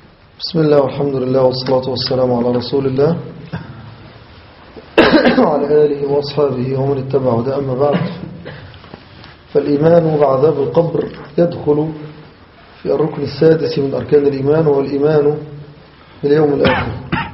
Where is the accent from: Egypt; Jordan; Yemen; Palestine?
Egypt; نحو بلادنا مصر هنا